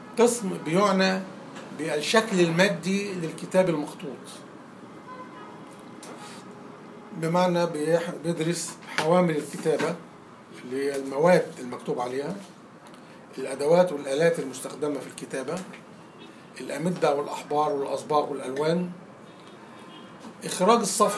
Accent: Egypt; عندنا في مصر

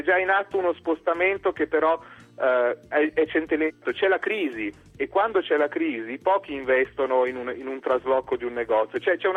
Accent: Milan, Lombardy, Italy; io da milanese me la ricordo com'era 20 anni fa

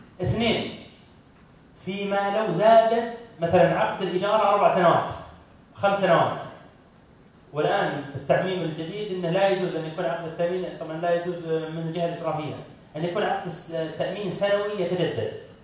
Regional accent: Saudi Arabia; مثلا عندنا في السعودية

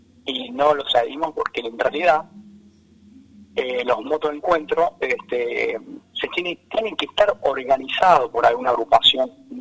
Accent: Villa Dolores, Córdoba, Argentina; born there; now in Córdoba, Argentina; Mira, yo soy nacido en Villa Dolores.

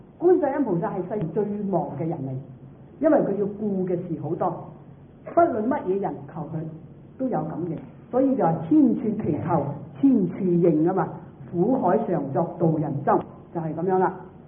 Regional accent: Guangdong, China; 我哋廣東人就講大話咧，妄語。

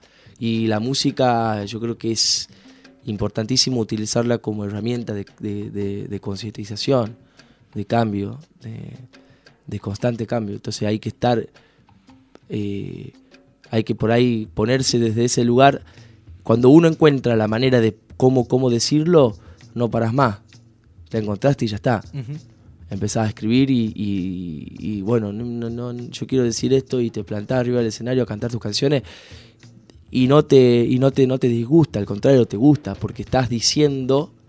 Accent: Tucumán, Argentina; yo soy de acá de Tucumán y esta samba que es tan característica de Tucumán, la tengo que cantar

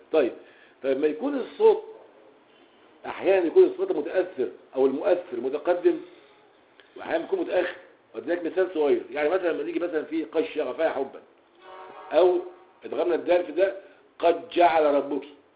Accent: Egypt; من اللغويين السابقين في العصر الحديث عندنا في مصر

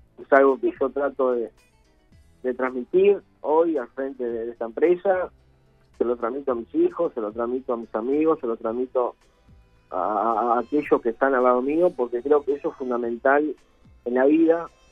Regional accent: Piriápolis, Maldonado, Uruguay; Yo nací, soy oriundo de Piriápolis, nací en Pueblo Obrero, en la ciudad de Piriápolis. Pueblo Obrero, tanto de Pan de Azúcar y Piriápolis.

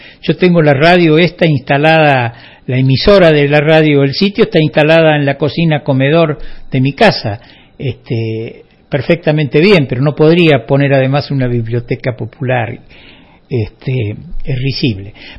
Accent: Córdoba, Argentina; somos todos de Parabachasca.

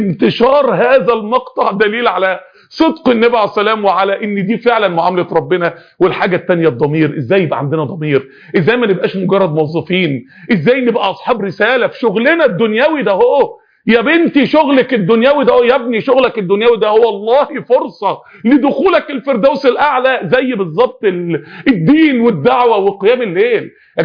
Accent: Egypt; يعني انا راجل مصري

